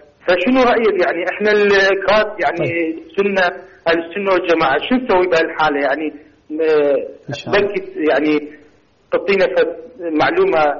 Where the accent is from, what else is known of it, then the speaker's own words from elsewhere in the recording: Kurdistan Region, Iraq; أنا من كردستان العراق.